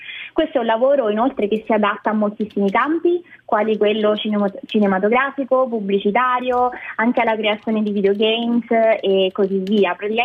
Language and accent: Italian; Abruzzo, Italy; io sono abruzzese e ho iniziato il mio percorso universitario a Torino, presso il Politecnico di Torino, facendo la laurea triennale in design e comunicazione visiva.